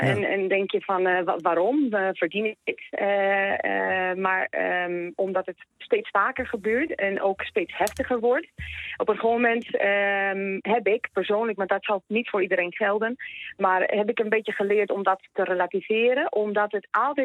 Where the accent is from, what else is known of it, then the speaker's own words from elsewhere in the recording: Spain; Dutch is a second language; now in Netherlands; Kijk, ik kom uit Spanje vandaan oorspronkelijk. Ik ben opgegroeid in de eerste jaren van het terrorisme in Spanje.